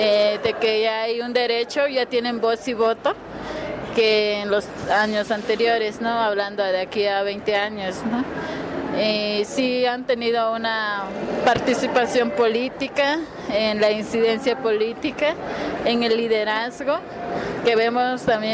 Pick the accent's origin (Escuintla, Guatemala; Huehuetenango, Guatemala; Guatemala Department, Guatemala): Huehuetenango, Guatemala; Spanish is a second language; Es el pueblo Janjobal, que se ubica en Huehuetenango, en el norte de Huehuetenango, fronterizo con Chiapas. Y sí, es casi vecino con Chiapas. Soy bilingüe. Oh, trilingüe, porque también domino un poco lo que es el acateco